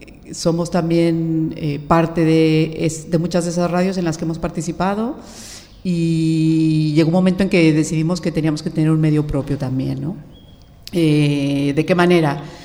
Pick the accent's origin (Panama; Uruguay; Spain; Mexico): Mexico; soy de origen mexicano, de México ya hacía bastante radio